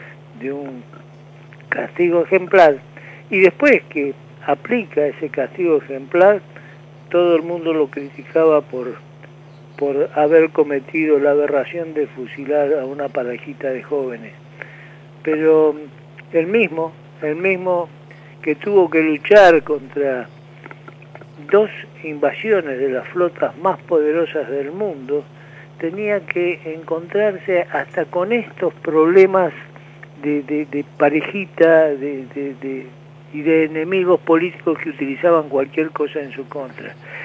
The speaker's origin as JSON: {"language": "Spanish", "country": "Argentina", "said": "Y ese es el grave problema que tenemos como los argentinos."}